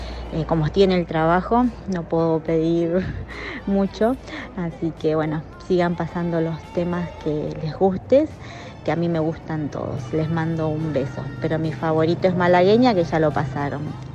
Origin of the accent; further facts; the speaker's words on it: Caseros, Buenos Aires Province, Argentina; de Caseros y bueno, de acá de Argentina